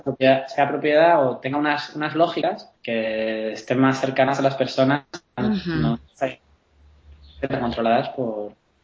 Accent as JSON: {"language": "Spanish", "town": "Zaragoza", "region": "Aragon", "country": "Spain", "tie": "born there", "said": "yo nací en Zaragoza, en una ciudad aquí en España, en 1982, tengo 33 años."}